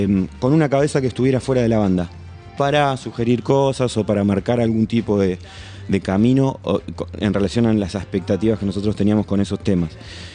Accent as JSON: {"language": "Spanish", "region": "Buenos Aires", "country": "Argentina", "said": "No, de Capital. Somos todos de Capital."}